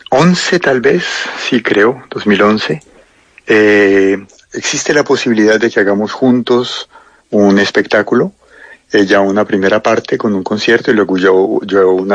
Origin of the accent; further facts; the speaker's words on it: Cali, Valle del Cauca, Colombia; moved away as an adult; also born or lived in Bogotá / France; Yo me crié en Cali, en el barrio San Antonio. No rápidamente, a los 28 años fue la primera vez que salí por un tiempo largo. Luego volví y luego viví en Bogotá unos 8 años y después llevo 20 años más o menos viviendo entre Francia y Colombia.